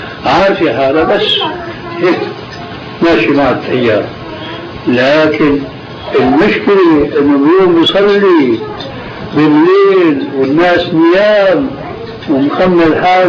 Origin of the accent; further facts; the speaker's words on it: Aleppo, Aleppo Governorate, Syria; يعني عندنا في حلب في قبر